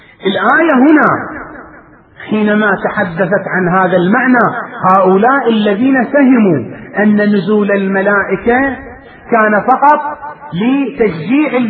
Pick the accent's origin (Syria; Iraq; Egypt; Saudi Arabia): Iraq; وبلاؤنا نحن أبناء العراق